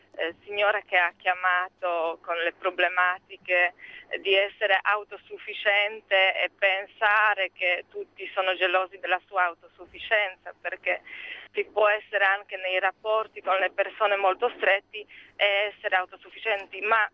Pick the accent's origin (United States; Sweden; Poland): Poland; Italian is a second language; Io sono polacca, sì.